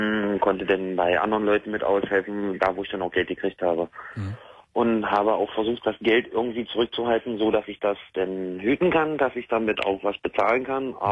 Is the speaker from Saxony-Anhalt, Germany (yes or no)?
yes; Magdeburg, Saxony-Anhalt, Germany; Ich komme aus Magdeburg.